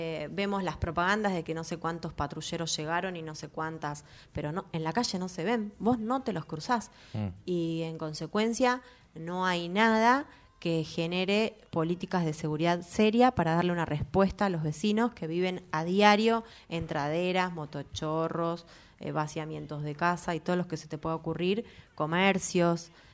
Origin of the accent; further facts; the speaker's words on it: Quilmes, Buenos Aires Province, Argentina; Sí, sí, soy quilmenia. También nací en el hospital de Quilmes.